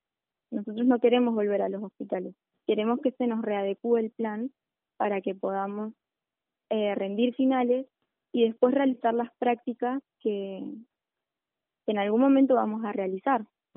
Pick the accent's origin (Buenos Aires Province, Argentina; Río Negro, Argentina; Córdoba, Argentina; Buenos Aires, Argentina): Río Negro, Argentina; General Roca; Sí, yo soy de Roca.